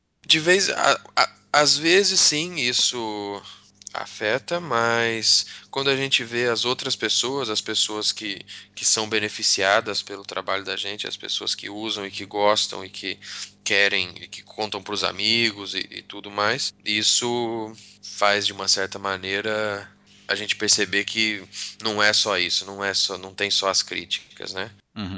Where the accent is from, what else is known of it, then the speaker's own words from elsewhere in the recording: São José dos Campos, São Paulo, Brazil; also born or lived in Rio de Janeiro / Santa Branca / São Carlos; eu nasci no Rio de Janeiro, saí do Rio com 7 anos. E fui para São José dos Campos, e depois fiquei um tempo em São José dos Campos, depois Santa Branca, depois São Carlos.